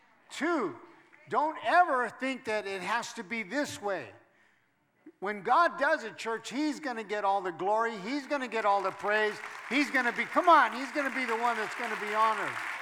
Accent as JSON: {"language": "English", "region": "California", "country": "United States", "lives_now": "San Jose, United States", "said": "I'm not from San Jose, I'm from Southern California"}